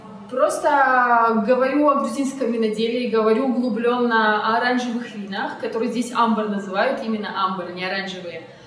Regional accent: Ukraine; но я сама украинка.

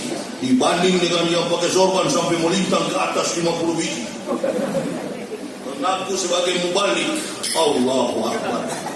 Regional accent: Manado, North Sulawesi, Indonesia; kami Manado, orang asli Manado itu gak ada yang Islam.

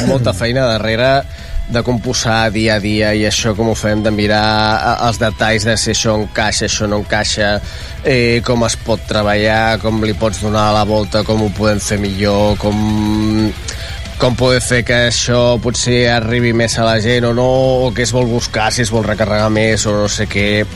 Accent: Rubí, Catalonia, Spain; also born or lived in Barcelona / Terrassa; jo sóc de Rubí, però jo he viscut a... Jo he viscut a Barcelona, he viscut a Terrassa, he viscut a Montesquieu, he viscut a Vic...

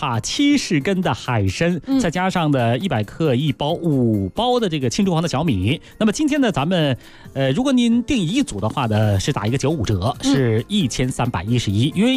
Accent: Beijing, China

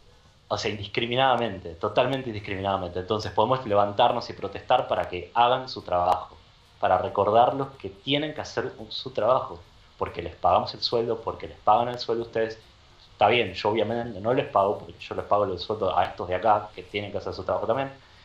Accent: Argentina; born there; Menos algo que tiene que ver con mi país, con mi tierra, donde nací.

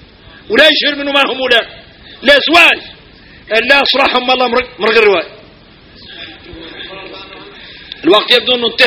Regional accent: Mauritania; احنا موريتاني فينا الغرائب والعجائب

